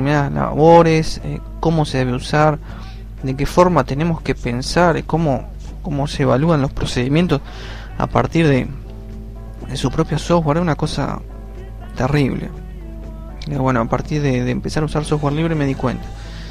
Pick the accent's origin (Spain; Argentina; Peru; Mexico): Argentina; cuando empecé a estudiar la materia, que era informática en sociedad acá en mi país, en Argentina